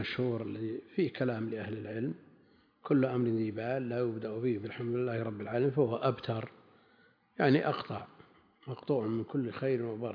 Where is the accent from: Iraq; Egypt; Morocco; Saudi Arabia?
Saudi Arabia; Najd; سمى عندنا بنجد مثعب